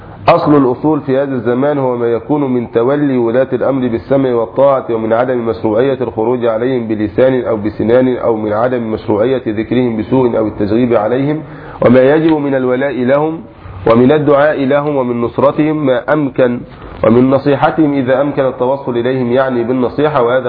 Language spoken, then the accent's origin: Arabic; Egypt; أو في بلادنا مصر لعظم الجهل به